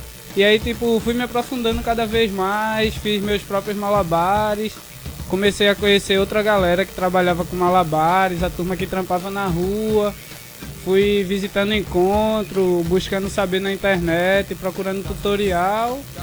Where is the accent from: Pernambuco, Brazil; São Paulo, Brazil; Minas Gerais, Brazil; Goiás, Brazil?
Pernambuco, Brazil; Camaragibe; sou malabarista também, trabalho na rua, tipo, sou de Camaragibe